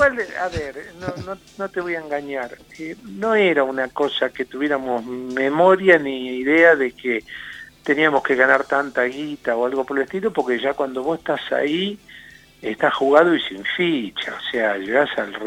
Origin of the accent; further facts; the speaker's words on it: Buenos Aires, Argentina; now in La Pampa, Argentina; porque como yo no soy de acá, yo soy porteño